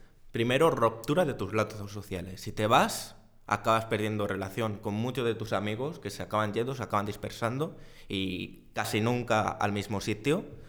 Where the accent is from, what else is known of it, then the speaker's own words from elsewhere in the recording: Zamora, Castile and León, Spain; Siempre se ha escuchado, al menos en mi tierra, ese estudia y vete para tener un futuro mejor, precisamente porque en Zamora hasta hoy y todavía hoy